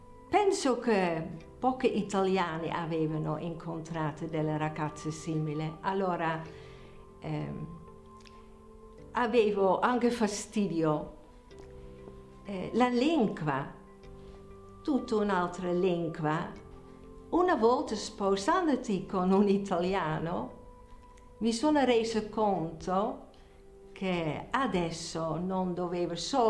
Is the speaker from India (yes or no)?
no; Netherlands; Italian is a second language; now in Italy; Sono 50 anni che sto in Italia e sono olandese.